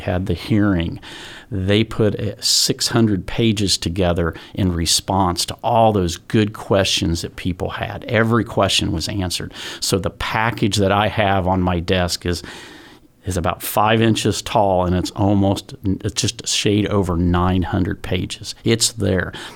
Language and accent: English; Anderson, Indiana, United States; Born and raised in Anderson.